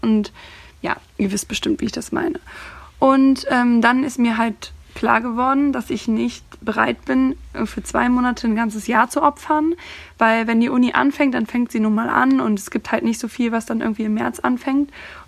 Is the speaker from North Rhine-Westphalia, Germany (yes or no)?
yes; Cologne, North Rhine-Westphalia, Germany